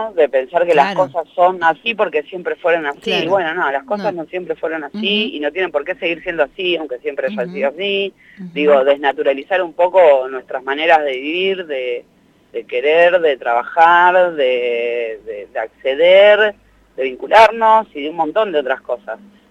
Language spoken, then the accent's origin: Spanish; La Matanza, Buenos Aires Province, Argentina; Nací en Capital, en un conventillo de Constitución. Soy le cuarte hije de 6 hermanos. Después nos mudamos al conurbano, viví mucho tiempo en La Matanza.